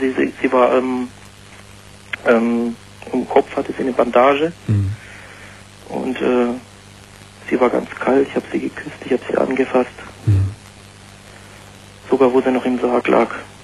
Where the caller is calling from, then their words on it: Pforzheim, Baden-Württemberg, Germany; ich komme aus Süddeutschland, aus Pforzheim, sagt dir das was?